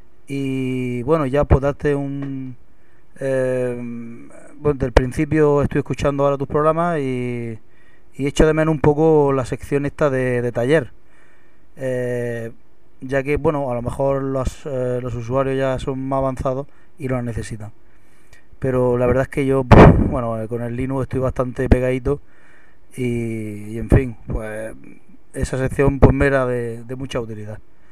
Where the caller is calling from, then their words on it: Almería, Andalusia, Spain; de Almería